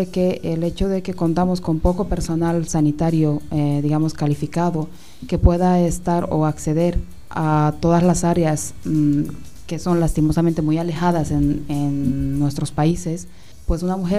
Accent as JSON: {"language": "Spanish", "country": "Bolivia", "said": "una realidad que tal vez la he vivido como médico en mi país"}